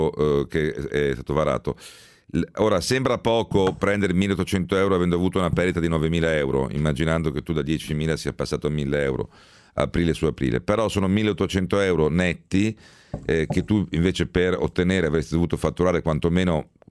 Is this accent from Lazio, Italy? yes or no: yes; Rome, Lazio, Italy; born there; Non dimenticare che sono nato a Roma.